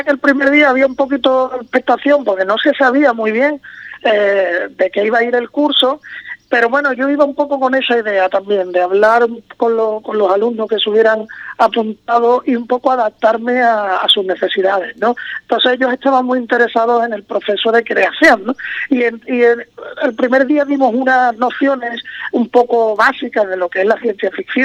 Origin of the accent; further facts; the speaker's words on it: Cádiz, Andalusia, Spain; now in Madrid, Spain; Yo siempre digo que si yo soy de Cádiz, pero llevo muchos años fuera, ¿no? Viviendo en Madrid.